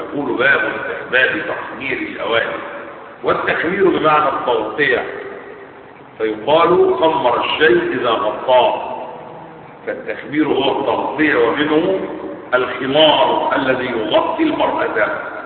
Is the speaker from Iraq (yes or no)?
no; Egypt; فيسمى بالسقة في بلدتنا في مصر